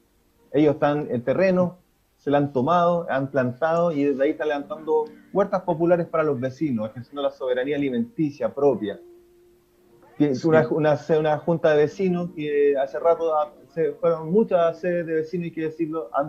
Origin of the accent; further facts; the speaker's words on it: La Serena, Coquimbo, Chile; yo soy de La Serena, igual que Juan, que nosotros estuvimos acá en esta, la cuarta región